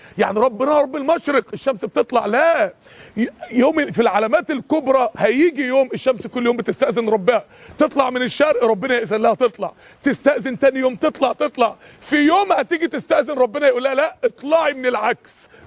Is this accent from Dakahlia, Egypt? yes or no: yes; Mansoura, Dakahlia, Egypt; يعني احد الشباب عندنا في المنصورة